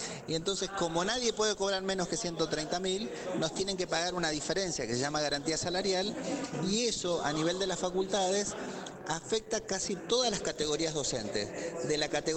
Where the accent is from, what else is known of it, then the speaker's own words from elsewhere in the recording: Santa Fe, Argentina; Yo soy de Santa Fe.